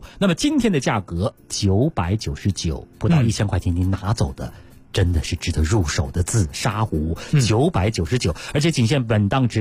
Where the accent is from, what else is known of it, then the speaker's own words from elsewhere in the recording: Beijing, China; 而且咱们北京人啊特别喜欢这东西啊